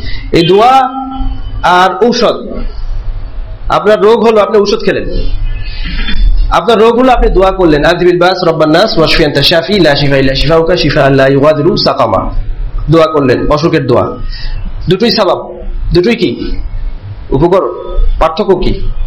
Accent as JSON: {"language": "Bangla", "town": "Sylhet", "region": "Sylhet Division", "country": "Bangladesh", "tie": "born or raised there", "said": "এক মুরব্বী সিলেট বাড়ি, আমার বাড়ি সিলেট, তো আমাদের সিলেটি এক মুরব্বী ছিলেন"}